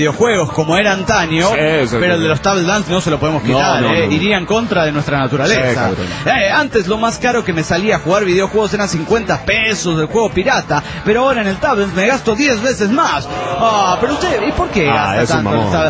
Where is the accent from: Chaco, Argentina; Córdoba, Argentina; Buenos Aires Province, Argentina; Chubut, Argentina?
Chubut, Argentina; Trelew; de Trelew, Chubut, Argentina.